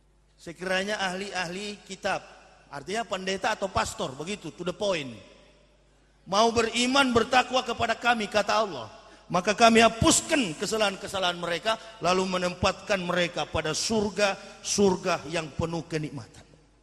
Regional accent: Manado, North Sulawesi, Indonesia; Saya orang Manado asli, asli kapir, begitu.

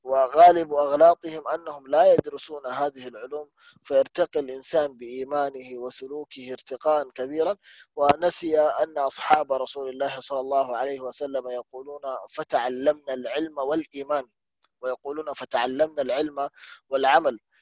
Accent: Mecca, Makkah Province, Saudi Arabia; مثلا عندنا في مكة مثلا

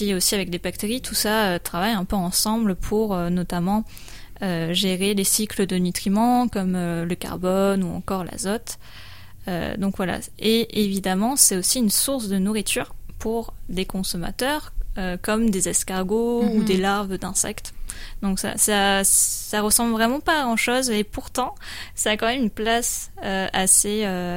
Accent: Montpellier, Occitanie, France; je suis de Montpellier, je suis allée à Bordeaux où j'ai fait un master

